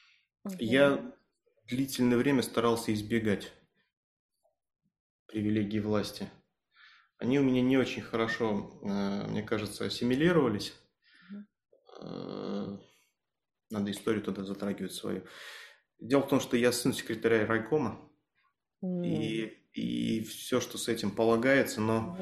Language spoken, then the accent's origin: Russian; Belarus; я из Беларуси, соответственно, партизанские корни, может, так сказываются.